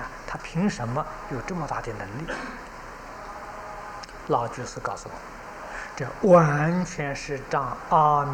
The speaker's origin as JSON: {"language": "Chinese", "country": "China", "said": "我们中国人常讲30年是一世"}